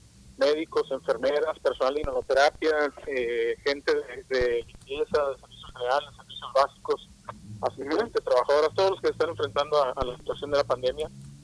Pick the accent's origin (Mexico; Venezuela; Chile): Mexico; Tampico, Tamaulipas; also born or lived in Basque Country, Spain; now in Monterrey, Mexico; Soy del País Vasco, con toda la vida en México, entre Tampico y ahora ya 11 años en Monterrey, pero sí, mexicano, por supuesto, 100%